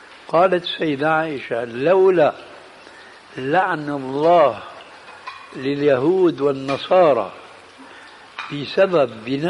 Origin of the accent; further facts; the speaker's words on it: Damascus, Damascus Governorate, Syria; عندنا في دمشق بيقولوا قبر يحيى في وسط مسجد بني أمية،